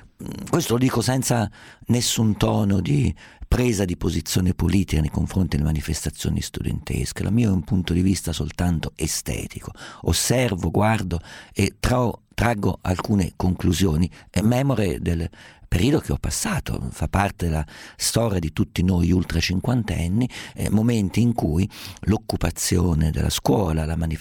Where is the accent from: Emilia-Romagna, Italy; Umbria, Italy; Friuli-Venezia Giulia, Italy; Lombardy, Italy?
Umbria, Italy; Siccome sono umbro, siccome sono abituato a vedere persone in polpe medievali, persone con stendardi, bandiere, sbandieratori, balestrieri